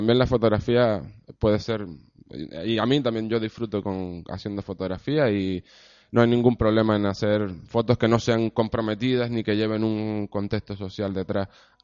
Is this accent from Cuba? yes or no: no; Arrecife, Canary Islands, Spain; un lenguaje particular que comprendamos todos los que somos de Lanzarote y de Arrecife